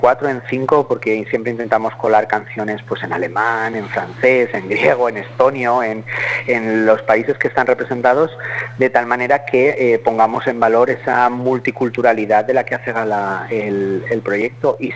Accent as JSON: {"language": "Spanish", "region": "Valencian Community", "country": "Spain", "said": "nosotros como valencianos tenemos dos lenguas, el valenciano y el castellano"}